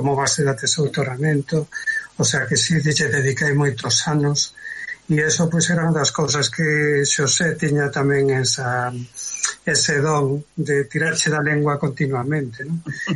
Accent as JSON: {"language": "Galician", "region": "Galicia", "country": "Spain", "said": "eu son da costa, son de Pollo, de Pontevedra, pero síntome limiado polos catro costados, daba esa limia porque levo moito tempo por ali."}